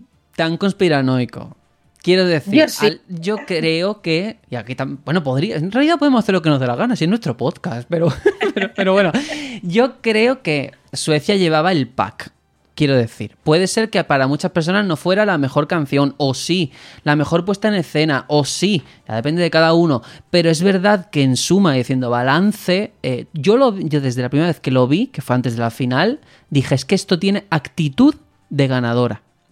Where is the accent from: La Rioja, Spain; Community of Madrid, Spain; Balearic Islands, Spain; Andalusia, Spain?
Andalusia, Spain; Cádiz; Yo, como gaditano, te digo que no.